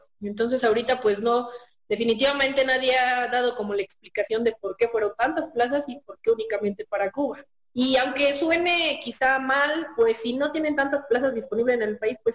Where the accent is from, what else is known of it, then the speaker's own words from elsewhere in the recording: State of Mexico, Mexico; now in Pachuca, Mexico; soy médico general, soy originaria del Estado de México, pero actualmente radico en la ciudad de Pachuca.